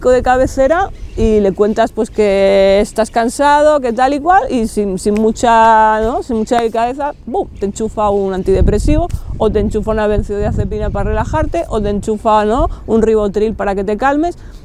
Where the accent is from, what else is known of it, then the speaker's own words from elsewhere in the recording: Barcelona, Catalonia, Spain; Y bueno, soy aquí de Barcelona, nací en el barrio de Gracia hace 43 años, cuando todavía no estaba lleno de pijos hipsters.